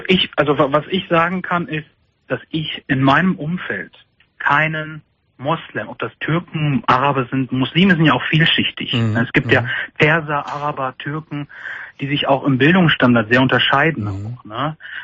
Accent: Germany; weil ich bin Deutscher, ich habe eine deutsche Mutter und ich sehe auch deutsch aus. Ich habe zwar nur einen anderen Glauben, aber ich fühle mich als Deutscher.

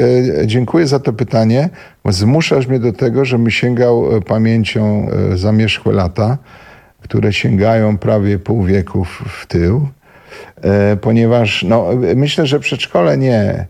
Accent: Silesian Voivodeship, Poland; moved away as an adult; Wiesz co, jak wyjechałem ze Śląska, to było intensywniejsze, nie?

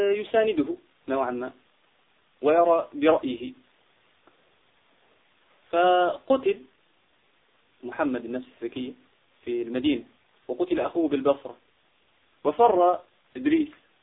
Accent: Algeria; عندنا في الجزائر

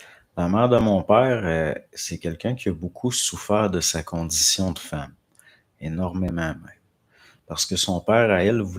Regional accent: France; Puis, je ne pense pas, je suis de France.

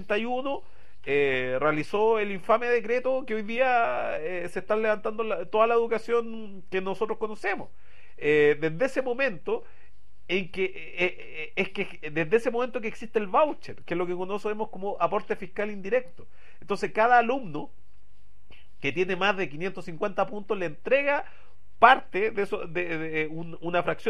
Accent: Santiago, Santiago Metropolitan Region, Chile; como somos santiaguinos y para pensar en Chile, no somos chilenos para pensar, sino que somos santiaguinos para pensar

